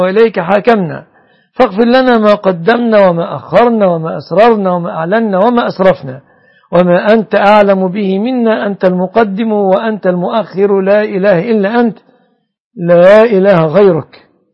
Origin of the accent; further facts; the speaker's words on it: Egypt; اللهم يا ربنا احفظ بلادنا مصر وسائر بلاد المسلمين آمنة مطمئنة